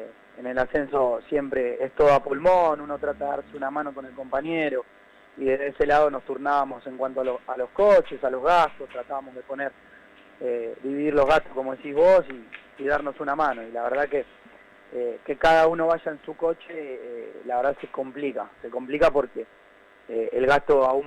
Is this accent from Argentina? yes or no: yes; Merlo, Buenos Aires Province, Argentina; Yo soy de Merlo.